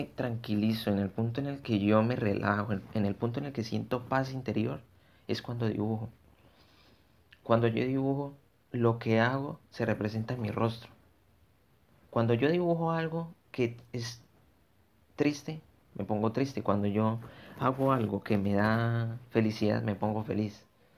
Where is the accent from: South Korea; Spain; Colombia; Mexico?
Colombia; Bogotá; born there; now in Villavicencio, Colombia; Soy colombiano. Actualmente vivo en Villavicencio Meta, pero nací en Bogotá.